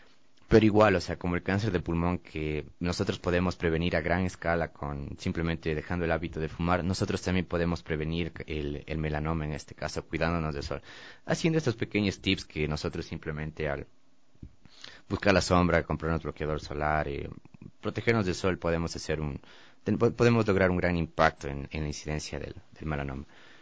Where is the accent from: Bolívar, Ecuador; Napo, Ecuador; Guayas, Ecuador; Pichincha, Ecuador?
Pichincha, Ecuador; Quito; incluso yo por el hecho de ya haber nacido y crecido en Quito